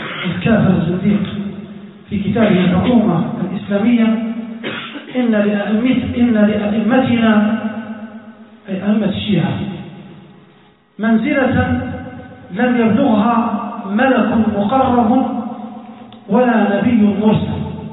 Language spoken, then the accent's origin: Arabic; Libya; حتى في بلادنا ليبيا